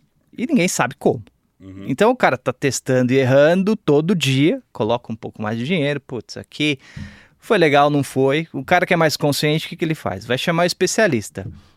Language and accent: Portuguese; São Paulo, Brazil; also born or lived in Milwaukee, United States; Cara, eu sou daqui, nascido e criado em São Paulo. Eu tive uma experiência rápida, relativamente rápida, nos Estados Unidos.